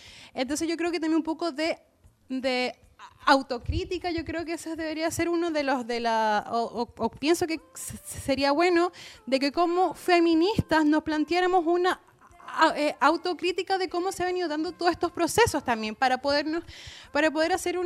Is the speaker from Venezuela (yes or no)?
yes; Venezuela; yo vengo de una de Venezuela de Chávez, ¿no? Yo crecí con Chávez, el único presidente que yo recuerdo